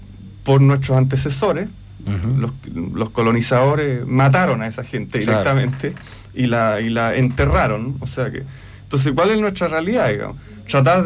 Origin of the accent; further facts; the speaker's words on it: Chile; En este caso somos chilenos, somos cultores de un lenguaje actual de la música chilena